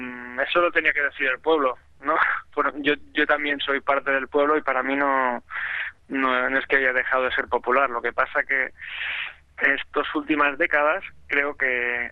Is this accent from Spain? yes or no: yes; Catalonia, Spain; que soy un agricultor catalán